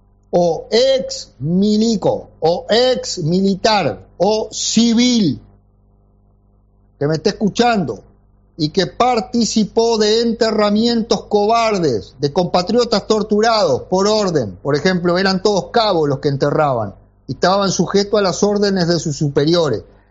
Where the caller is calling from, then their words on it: La Coronilla, Rocha, Uruguay; de La Coronilla. Rocha. Balneario destruido por los milicos.